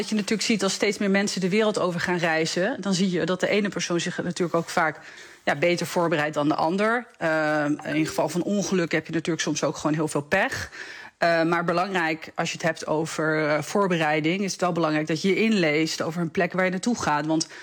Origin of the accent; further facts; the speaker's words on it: Netherlands; En je ziet natuurlijk ook dat wij als Nederlanders zijn rijk westers land.